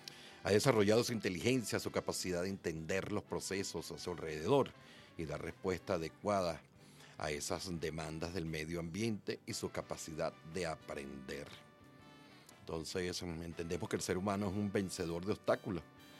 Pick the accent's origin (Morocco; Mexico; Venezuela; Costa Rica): Venezuela; que somos latinoamericanos, que somos venezolanos, venezolanas